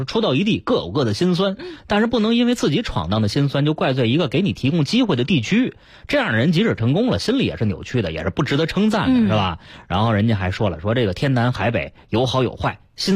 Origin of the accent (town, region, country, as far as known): Beijing, China